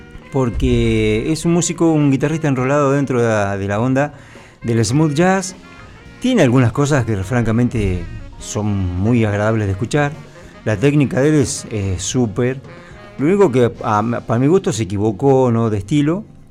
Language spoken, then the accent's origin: Spanish; United States; Como músico estadounidense, en algún momento tenemos que hacer algo de country.